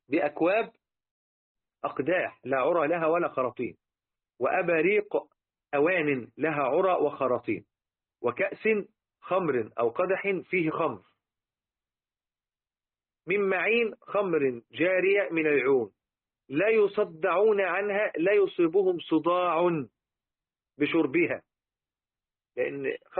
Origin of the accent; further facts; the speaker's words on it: Egypt; لذلك احنا حتى عندنا في مصر